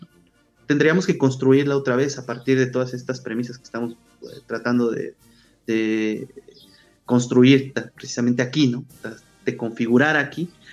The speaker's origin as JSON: {"language": "Spanish", "country": "Mexico"}